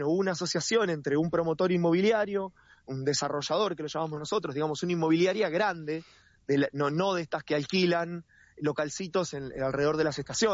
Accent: Longchamps, Buenos Aires Province, Argentina; yo soy de Longchamps

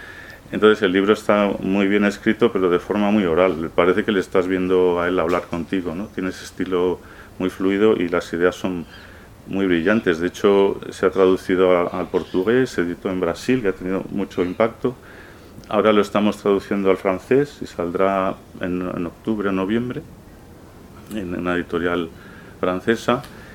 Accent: Burgos, Castile and León, Spain; porque no soy sevillano, yo soy de Burgos y me cuesta entender esas cosas.

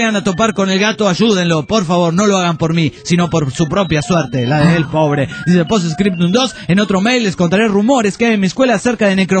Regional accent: Pergamino, Buenos Aires Province, Argentina; de Pergamino, Argentina.

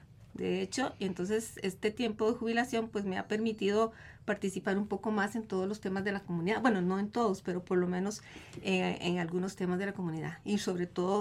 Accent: Tres Ríos, Cartago, Costa Rica; also born or lived in San José; yo vivo en Tres Ríos, tengo exactamente 58 años de vivir en Tres Ríos, nací en San José, pero mis padres me llevaron obviamente de ahí, a San Rafael de Tres Ríos. En Istarú, propiamente, urbanización Istarú, donde está cerca de este tajo que vos estás diciendo, tengo 35 años de vivir allí

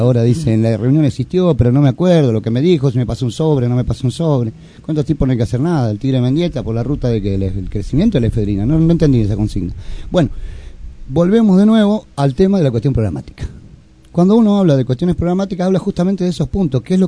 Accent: Argentina; born there; Yo nací en la Argentina

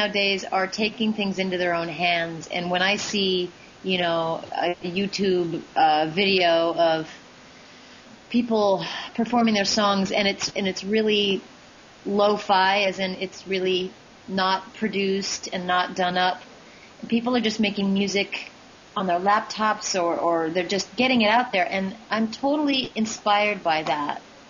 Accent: Oregon, United States; I'm from the West Coast originally.

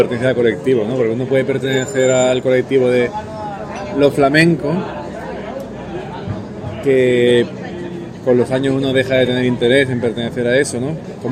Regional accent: Elche, Valencian Community, Spain; first language Valencian; Spanish is a second language; En mi tierra, como digo, yo soy de Elche. Mi casa hablaba valenciano, ¿no? Catalán, valenciano, lo mismo es, ¿no?

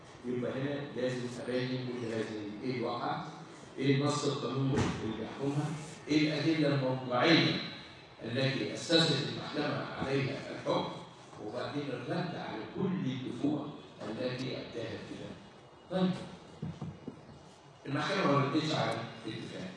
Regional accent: Egypt; انت عارفين احنا كمصريين

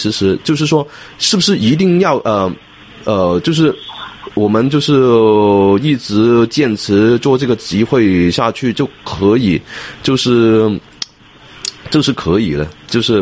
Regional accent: Hong Kong; 就觉得香港我们香港人应该集中在那个精力在香港的运动上面

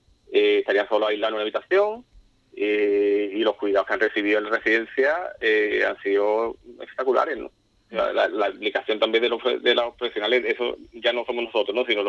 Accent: Ubrique, Andalusia, Spain; pero yo soy de Ubrique y a mí mi cuerpo me duele, ¿no?

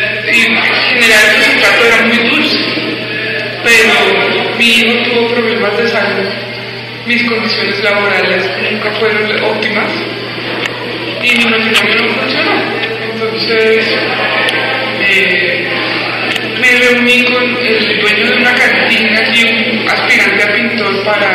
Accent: Bogotá, Colombia; Yo nací en Bogotá, me crié en Bogotá, soy hija de un profesor de la Universidad Nacional.

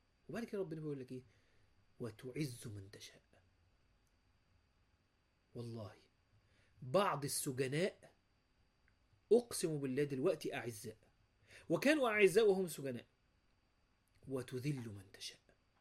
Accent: Egypt; ممكن ده مش عندنا في مصر

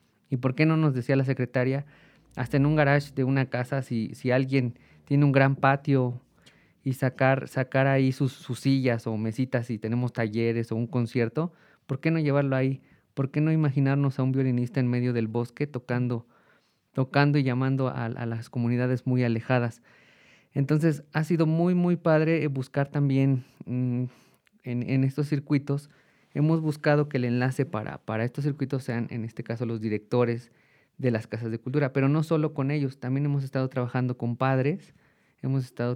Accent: Juchitepec, State of Mexico, Mexico; yo soy de Juchitepec y ahí tengo el Consejo de Cultura Parroquial que justo lo fundé en una iglesia

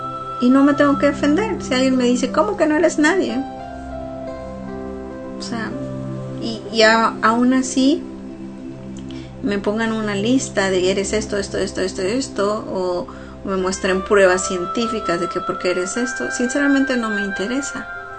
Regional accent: Mexico; soy una mujer … soy humana, soy mexicana

